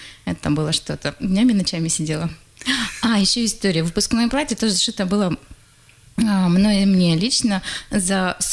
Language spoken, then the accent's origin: Russian; Saryg-Sep, Tuva, Russia; born there; И я родилась в Тыве.